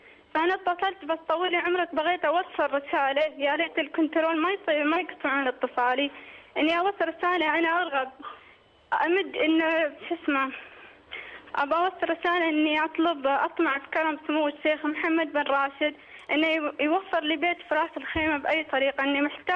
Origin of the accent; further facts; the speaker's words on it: Oman; انا مشكلتي اني انا من عمان وهو من الامارات